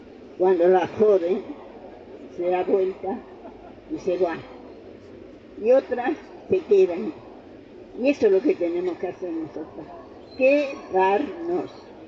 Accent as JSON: {"language": "Spanish", "country": "Argentina", "said": "Nosotros somos los argentinos candidatos a soportar un gobierno fascista."}